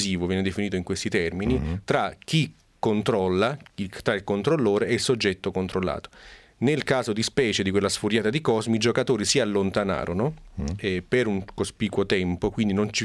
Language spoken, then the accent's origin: Italian; Naples, Campania, Italy; Rispondo io da napoletano